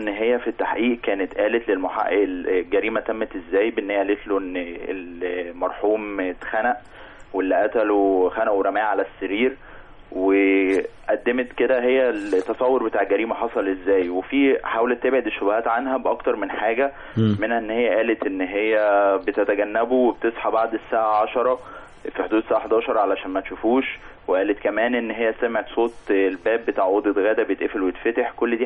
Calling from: Helwan, Cairo Governorate, Egypt; من حلوان.

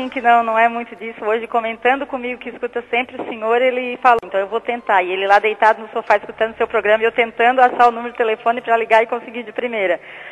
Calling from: Imbituba, Santa Catarina, Brazil; Eu sou de Imbituba, Nova Brasília.

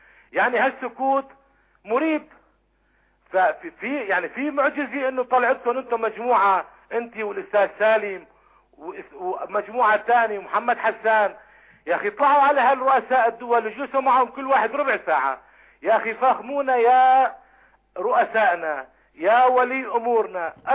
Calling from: Syria; من سوريا.

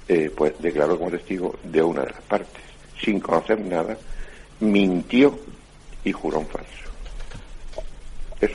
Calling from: Catalonia, Spain; de Parafruyer, en Gerona.

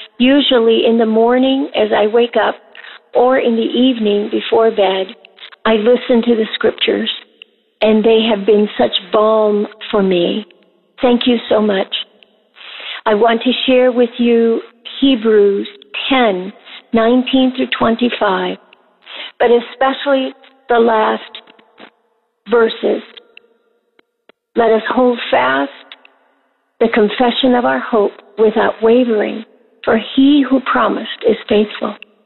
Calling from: Florida, United States; I'm calling from the Central Florida area.

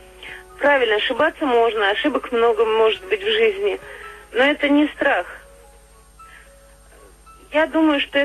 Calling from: Ivanovo, Ivanovo Oblast, Russia; Я звоню из Иваново.

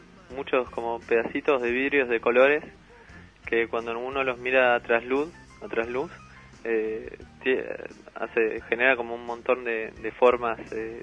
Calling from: Monte Grande, Buenos Aires Province, Argentina; De Monte Grande.

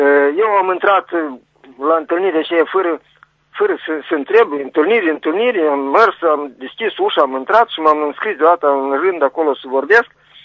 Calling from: Criuleni, Criuleni District, Moldova; Acum sunt de la Criuleni, în principiu sunt la Chișinău, dar sunt la Criuleni acum.

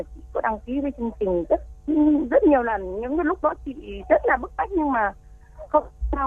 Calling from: Bình Dương, Vietnam; Chị gọi đến từ Bình Dương em ạ.

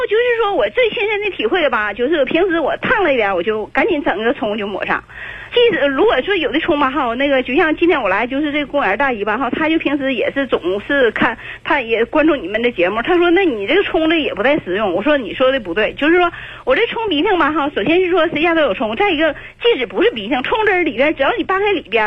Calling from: Shenyang, Liaoning, China; 我是沈阳的朋友。

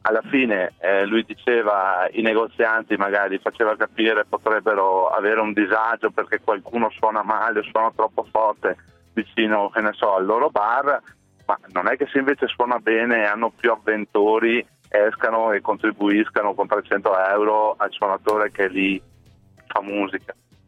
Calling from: Asiago, Veneto, Italy; Siamo di Asiago, sale.

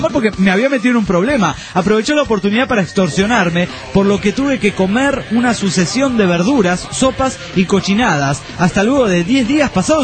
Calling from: Argentina; ¿Cómo andan? … desde Argentina.

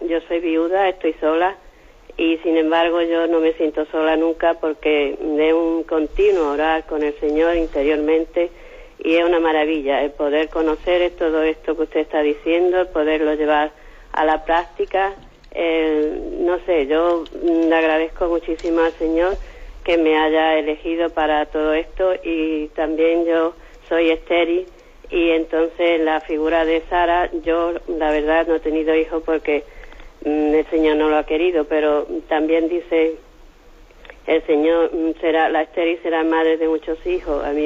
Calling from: Málaga, Andalusia, Spain; de Málaga.

